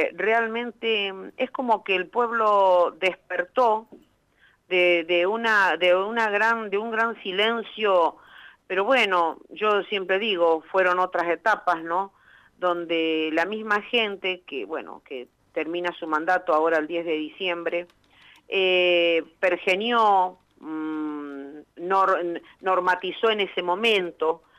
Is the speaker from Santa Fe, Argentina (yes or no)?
no; Buenos Aires, Argentina; born there; Yo soy nacida en Buenos Aires, pero bueno, me gradué como médica veterinaria en Pico, tengo parte de mi familia en Pico